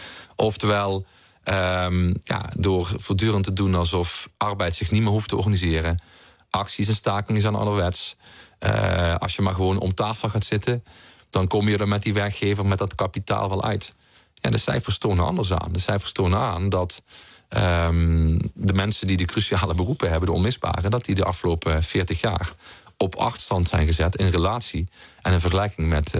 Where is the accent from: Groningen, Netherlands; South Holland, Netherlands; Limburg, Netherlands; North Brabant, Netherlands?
Limburg, Netherlands; Heerlen; Dat is de wijk waar ik ben opgegroeid in Heerlen.